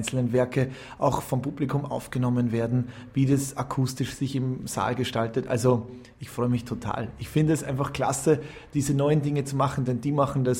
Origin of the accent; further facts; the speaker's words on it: Salzburg, Austria; Ich bin Salzburger